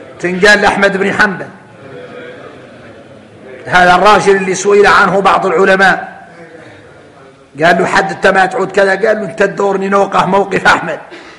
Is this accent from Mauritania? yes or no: yes; Mauritania; قال لهم اذكر فإن ذكرى احنا موريتاني معدرينها تنفع المؤمنين في الدنيا